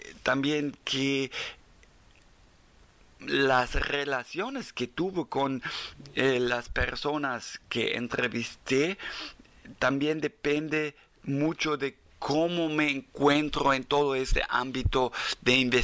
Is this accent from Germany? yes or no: yes; Germany; first language German; Spanish is a second language; las entrevistas de antropólogos como yo, alemán, que habla de su lengua materna alemán, después aprende, a lo mejor aprende de su segunda lengua maya, pero mayormente primero aprende el español